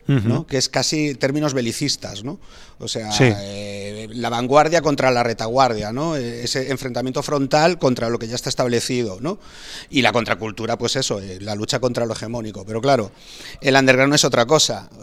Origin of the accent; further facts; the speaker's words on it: A Coruña, Galicia, Spain; Yo de pequeño en Coruña ni se me ocurría coger una bici